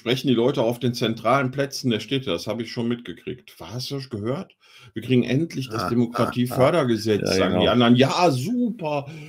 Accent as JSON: {"language": "German", "town": "Wuppertal", "region": "North Rhine-Westphalia", "country": "Germany", "tie": "born there", "said": "Ich bin in Wuppertal geboren, mein Freund."}